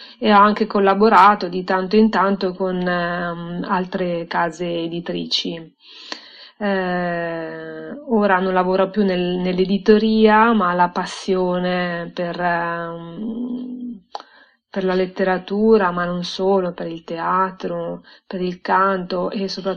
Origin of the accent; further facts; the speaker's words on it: Tivoli, Lazio, Italy; also born or lived in Rome; now in Milan, Italy; sono nata a Roma e cresciuta a Tivoli, in collina, tra gli ulivi. Poi un giorno ho riempito una valigia e caricato un Ficus Benjamin su una utilitaria rossa e sono approdata a Milano, dove tuttora vivo.